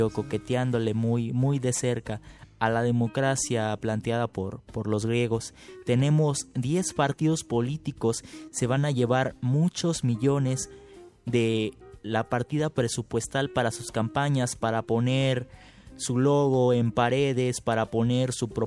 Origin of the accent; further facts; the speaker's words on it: Veracruz, Mexico; En Veracruz, lugar de donde yo soy, hubo robo de urnas.